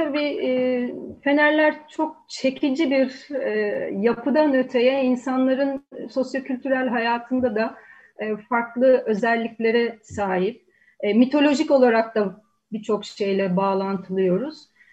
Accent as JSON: {"language": "Turkish", "town": "Sarıyer", "region": "Istanbul", "country": "Turkey", "tie": "born or raised there", "said": "Bunun dışında Sarıyer'de büyüdüm. Babam aynı şekilde denizle uğraşıyordu."}